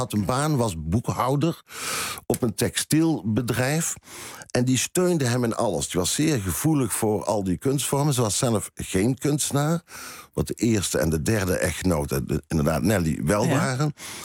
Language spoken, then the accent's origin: Dutch; North Brabant, Netherlands; also born or lived in Tilburg; ik kom niet uit Tilburg. Ik kom wel uit Brabant.